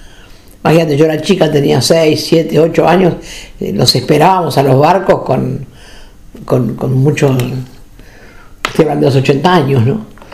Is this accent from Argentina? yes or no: yes; Ensenada, Buenos Aires Province, Argentina; Yo nací en El Dique, pertenece a Ensenada, una localidad muy pequeña, de trabajadores casi todos de la fábrica de sombreros, una fábrica muy grande.